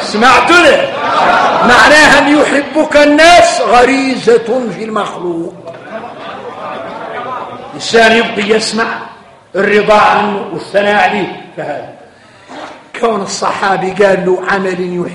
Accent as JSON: {"language": "Arabic", "country": "Mauritania", "said": "احنا موريتاني فينا المشاكل."}